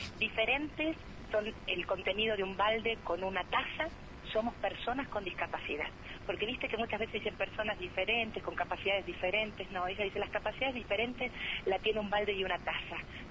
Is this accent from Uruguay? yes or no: no; Argentina; Somos argentinos. No pertenecemos a ningún espacio político, somos argentinos.